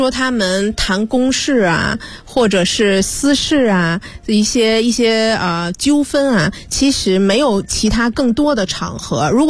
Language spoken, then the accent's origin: Chinese; China; 就是我们中国人喜欢是饭桌上去大家先交个朋友，然后再去谈事情